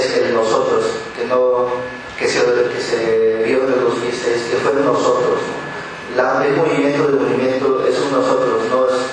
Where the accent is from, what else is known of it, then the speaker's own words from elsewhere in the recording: Oaxaca, Mexico; Porque también nosotros como Oaxaqueños estábamos aprendiendo a hacer periodismo.